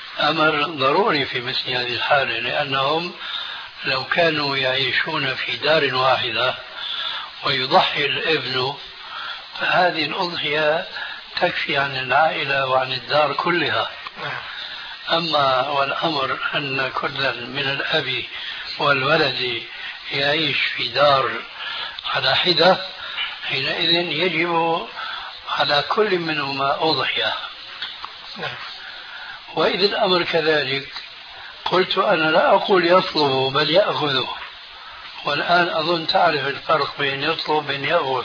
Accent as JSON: {"language": "Arabic", "country": "Syria"}